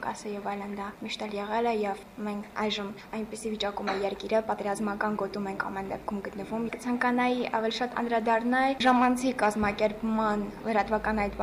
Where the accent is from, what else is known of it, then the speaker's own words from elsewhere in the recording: Stepanakert, Azerbaijan; Ստեփանակերտից եմ։